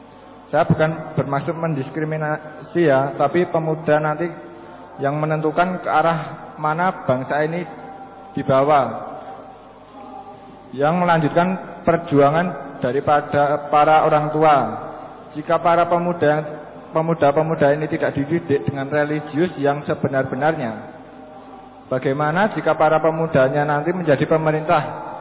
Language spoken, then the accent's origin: Indonesian; Sukoharjo, Central Java, Indonesia; Saya dari Sukoharjo.